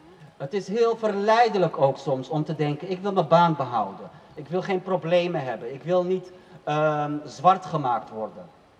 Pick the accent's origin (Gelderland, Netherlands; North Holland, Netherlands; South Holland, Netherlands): North Holland, Netherlands; Amsterdam; Ik ben opgegroeid in Stadsdeel Nieuw-West.